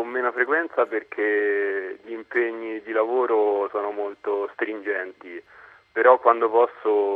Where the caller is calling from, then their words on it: Monte San Vito, Marche, Italy; Siamo a Monte San Vito, che è in provincia di Ancona, un piccolo paese sperduto nella campagna marchigiana.